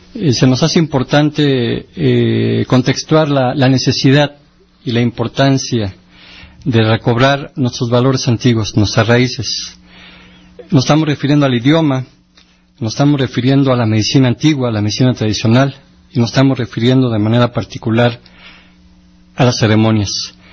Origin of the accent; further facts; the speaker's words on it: Mexico; esa parte que nos caracteriza como mexicanos y mexicanas